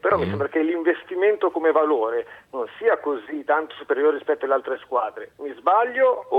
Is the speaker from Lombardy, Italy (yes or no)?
yes; Milan, Lombardy, Italy; now in Teramo, Italy; 40 anni, sono di Milano, ma vivo a Teramo, interista.